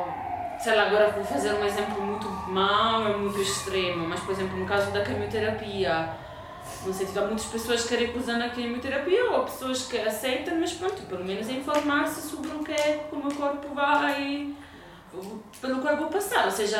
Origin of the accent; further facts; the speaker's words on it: Italy; eu venho da Itália